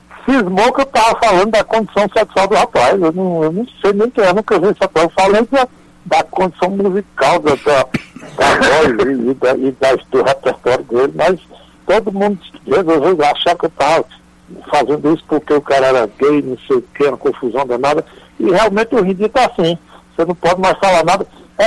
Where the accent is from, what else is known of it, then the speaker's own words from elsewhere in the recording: Ceará, Brazil; Eu queria colocar CSS, é porque eu sou cearense.